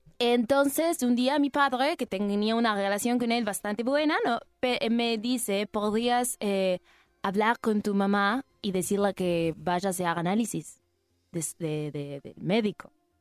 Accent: Uruguay; also born or lived in France; No, no, yo en verdad soy uruguaya, pero me fui a vivir a Francia y viví muchos años en Francia y después volví hace 10 añitos.

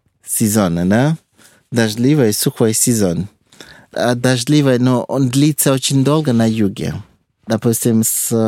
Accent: Lagos, Nigeria; Russian is a second language; Я родился в Лагосе.

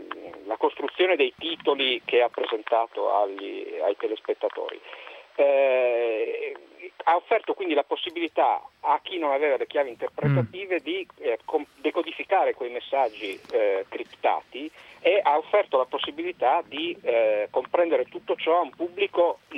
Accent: Trieste, Friuli-Venezia Giulia, Italy; Io che sono di Trieste

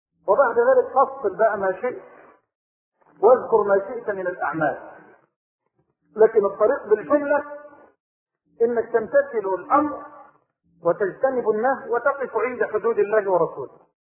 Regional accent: Egypt; اللهم انا نسألك ان تجعل بلدنا مصر واحة للامن والامان

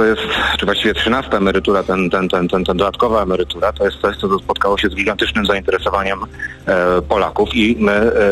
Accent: Racibórz, Silesian Voivodeship, Poland; ja akurat jestem z Raciborza, tak? Z okręgu rybnickiego. Mamy rzut beretem do Czech

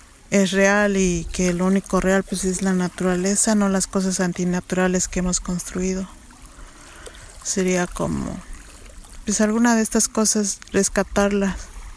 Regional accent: San Esteban Atatlauca, Oaxaca, Mexico; moved away as an adult; Soy de San Esteban Atatlauca, Tlaxiaco, Oaxaca. Esto es en México y tengo 37 años.

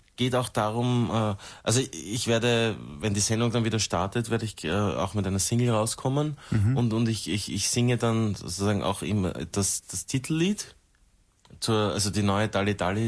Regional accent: Australia; German is a second language; now in Austria; Australien. Australia. Also, from down under. Outback.

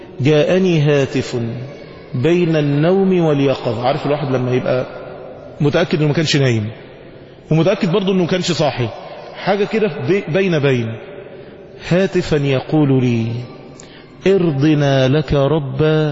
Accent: Egypt; احنا كشعوب واحنا كمصريين لما بتتصدم ما بتعرفش تعمل رد فعل.

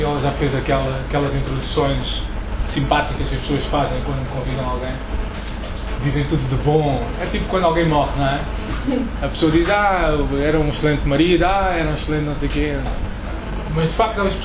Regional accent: Angola; sou angolano, nasci em Angola em 75, tenho 38 anos

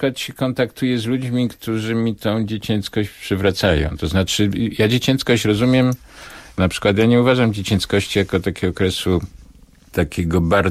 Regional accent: Nowy Sącz, Lesser Poland, Poland; te późne lata 50., ta stara część Sądcza, w której się urodziłem, w której mieszkałem

